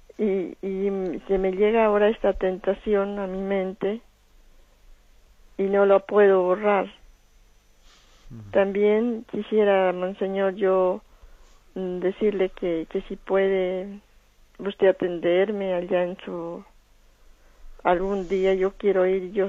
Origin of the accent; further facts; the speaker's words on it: Colombia; Yo soy una señora que vivo acá en... por acá, ¿cómo que se llama? Yo soy colombiana.